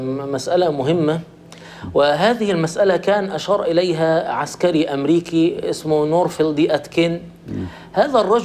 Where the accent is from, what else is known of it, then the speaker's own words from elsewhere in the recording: Egypt; ونحن كان طيب عندنا في مصر كاتب يساري ساخر